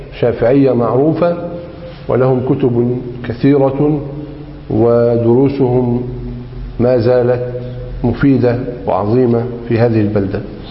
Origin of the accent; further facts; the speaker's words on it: Egypt; لذلك هو مذهب غالب في بلدنا مصر